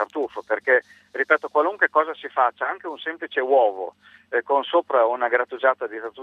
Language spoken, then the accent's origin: Italian; Ferrara, Emilia-Romagna, Italy; io sono ferrarese, nella mia zona c'è una manifestazione